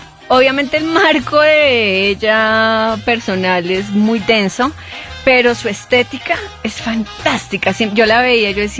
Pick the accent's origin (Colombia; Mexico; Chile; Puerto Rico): Colombia; como colombianos que somos y que colombiano que se respete